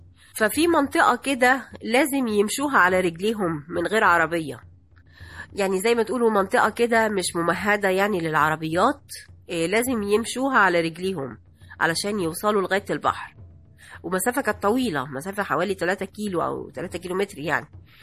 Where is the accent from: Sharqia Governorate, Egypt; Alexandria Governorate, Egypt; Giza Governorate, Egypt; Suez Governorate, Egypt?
Alexandria Governorate, Egypt; Alexandria; now in Cairo, Egypt; انا اصلا من اسكندرية وجيت على القاهرة عشان اشتغل،